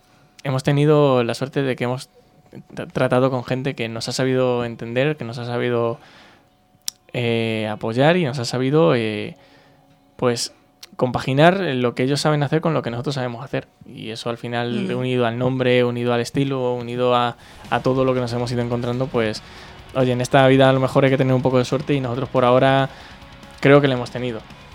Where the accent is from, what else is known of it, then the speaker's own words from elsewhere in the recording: Toledo, Castilla-La Mancha, Spain; vivimos en la misma zona. No tiene que venir nadie de Madrid a ensayar, no tiene que venir nadie de Ciudad Real. O sea, todos somos de Toledo Capital o de algún pueblo muy cercano que está a 15 minutos.